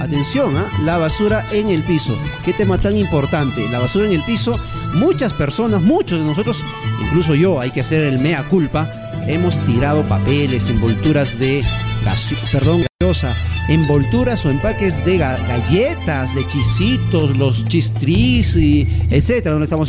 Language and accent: Spanish; Carhuaz, Ancash, Peru; en Carhuaz, bueno, yo soy de Carhuaz, no conozco mucho la realidad de los colegios aquí en Huaraz